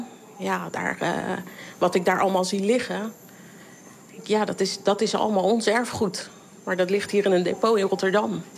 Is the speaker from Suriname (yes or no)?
no; Papua, Indonesia; mijn moeder is hier in 58 gekomen. Zo lang zijn we hier. Als iemand, niemand weet dat ik een Papoea ben, dat raadt niemand. Als ik het vertel, dan weten ze nog niet wat dat is en waar ik vandaan kom.